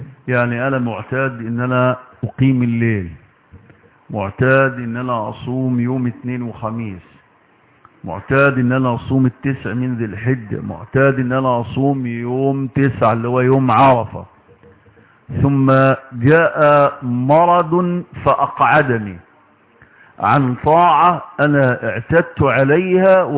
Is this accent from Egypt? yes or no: yes; Egypt; على بلدنا مصر